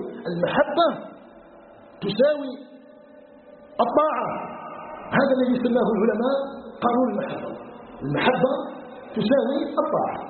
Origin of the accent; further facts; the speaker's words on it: Algeria; أن يجعل بلدنا الجزائر بلدا آمنا مطمئنا